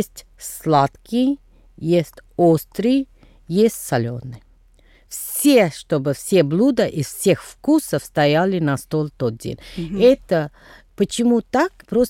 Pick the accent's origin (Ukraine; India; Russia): India; Tamil Nadu; Russian is a second language; у нас Новый год в Южной Индии. Как, где я происхожу из Тамильнаду.